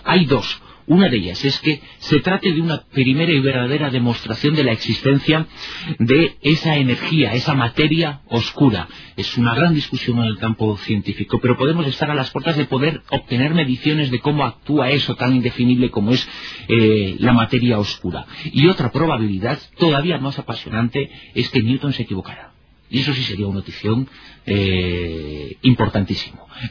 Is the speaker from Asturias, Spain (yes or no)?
no; Galicia, Spain; soy gallego del norte y del sur.